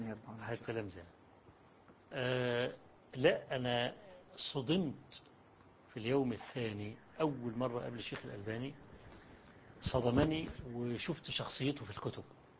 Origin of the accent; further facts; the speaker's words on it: Egypt; وقلت له أنا جئت من مصر عشان أقابلك وإلى آخره.